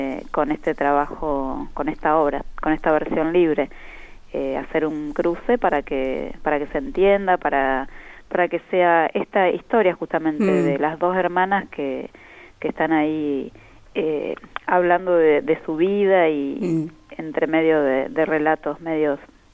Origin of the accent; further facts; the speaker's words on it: La Pampa, Argentina; nosotros los que somos de la Pampa